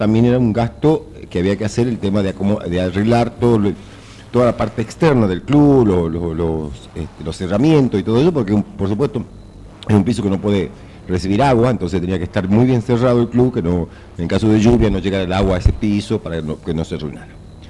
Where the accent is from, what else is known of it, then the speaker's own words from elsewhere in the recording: Tafí Viejo, Tucumán, Argentina; que así lo esperamos como tafiseños